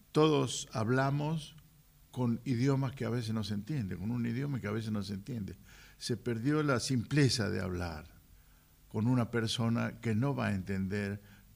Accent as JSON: {"language": "Spanish", "region": "Salta", "country": "Argentina", "said": "No podría ser yo un japonés, nunca, jamás. Soy de Salta. Ni un alemán, ni una otra cosa que lo que soy."}